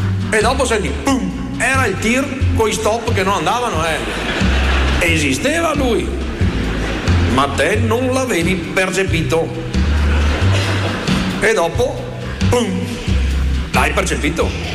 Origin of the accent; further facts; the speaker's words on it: Veneto, Italy; Io so bene cos'è la nebbia, perché vengo dal Polesine, nebbia è il prodotto interno lordo del Polesine.